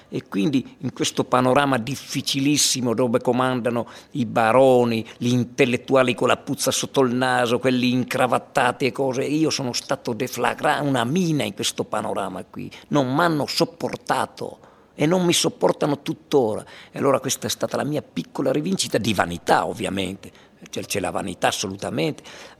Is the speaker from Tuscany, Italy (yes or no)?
no; Erto, Friuli-Venezia Giulia, Italy; Io sono rimasto nel mio paese, a parte che poi questo racconto tra le righe non è altro che la storia della mia gente, del mio popolo ertano